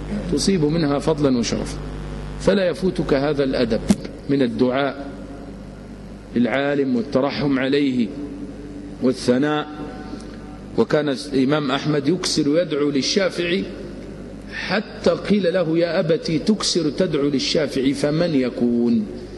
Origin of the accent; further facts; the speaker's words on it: Egypt; فأنا مصري مثله وأنت الذي تسأل عنه لأنك سعودي وهو مصري، وإنما تسألني عمن أعرفه وأسكن في المنطقة التي هو فيها وإلى جوار مسجده الذي تربيت فيه.